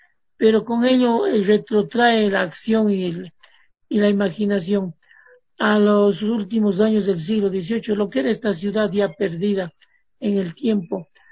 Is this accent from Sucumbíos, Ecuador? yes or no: no; Cuenca, Azuay, Ecuador; Yo me eduqué en Cuenca, soy cuencano, estudié en la Universidad de Cuenca dos carreras a la vez